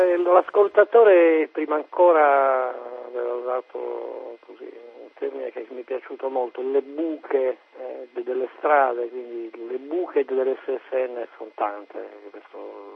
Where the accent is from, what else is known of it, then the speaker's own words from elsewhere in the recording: Cagliari, Sardinia, Italy; non perché io sono di Cagliari